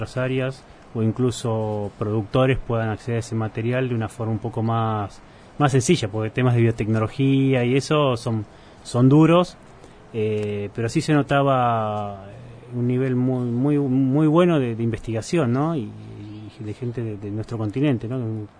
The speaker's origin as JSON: {"language": "Spanish", "town": "Junín", "region": "Buenos Aires Province", "country": "Argentina", "said": "quienes no somos de acá, yo soy de Junín"}